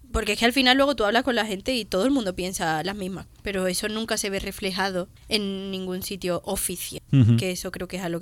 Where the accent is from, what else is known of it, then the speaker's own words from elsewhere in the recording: Cádiz, Andalusia, Spain; now in Madrid, Spain; Soy de Cádiz, ¿sabes? Que tengo toda mi familia ahí.